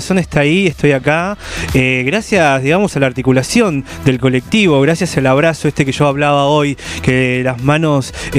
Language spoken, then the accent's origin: Spanish; Villa Elisa, Buenos Aires Province, Argentina; Villa Elisa. De los territorios de Villa Elisa.